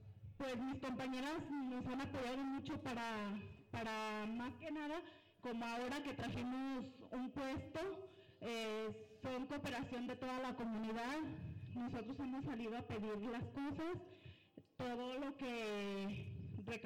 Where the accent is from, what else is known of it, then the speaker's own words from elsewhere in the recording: Estancia de Guadalupe, Mexico; Soy de Estancia de Guadalupe.